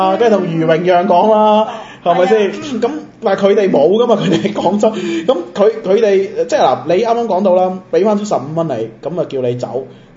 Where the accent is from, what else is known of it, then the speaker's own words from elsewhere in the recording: Macau; 我係澳門人，我一定咧要企喺我哋澳門嘅立場嚟講。